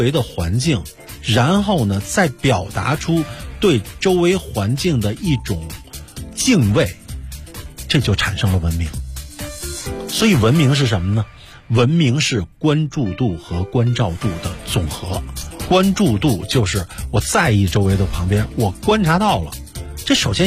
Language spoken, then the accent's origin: Chinese; China